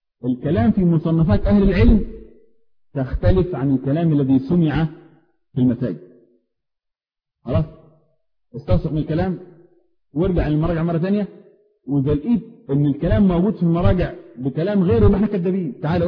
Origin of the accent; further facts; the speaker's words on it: Upper Egypt, Egypt; انا رجل صعيدي معذرة جاي من اخر الخط.